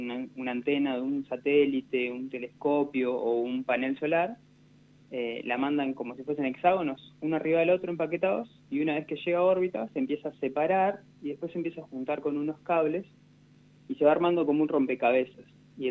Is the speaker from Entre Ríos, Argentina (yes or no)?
yes; Gualeguaychú, Entre Ríos, Argentina; now in Rosario, Argentina; Yo vengo de Gualeguaychú, Entre Ríos. Somos 6 hermanos y fuimos yendo de a uno a Rosario a estudiar en la universidad pública.